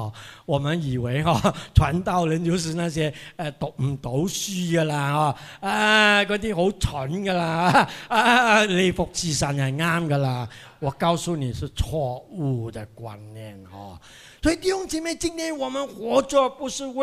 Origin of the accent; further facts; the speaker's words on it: Penang, Malaysia; 我是槟城人